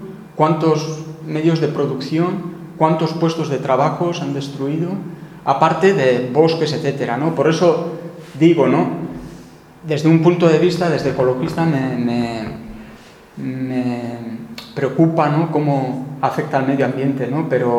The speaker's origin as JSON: {"language": "Spanish", "town": "Tolosa", "region": "Basque Country", "country": "Spain", "said": "aunque el sector papelero, yo vengo de Tolosa, pues se fue a pique, ¿no?"}